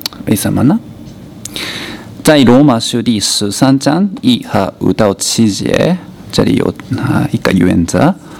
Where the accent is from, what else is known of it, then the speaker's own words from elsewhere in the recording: Malaysia; 可能我们马来西亚人说有点奇怪